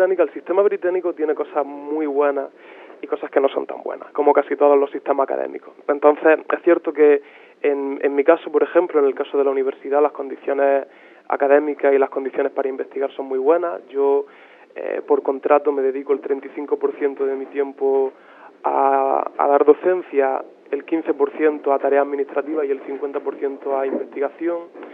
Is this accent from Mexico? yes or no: no; Spain; A mí, sinceramente, no me gustaría ver en España, en mi país, tantas desigualdades entre universidades